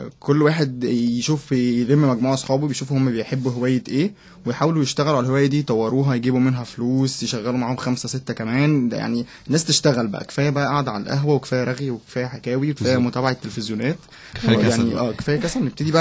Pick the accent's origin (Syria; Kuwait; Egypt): Egypt; احنا مش اقل من الصين يعني، ومصر فيها يعني مثلا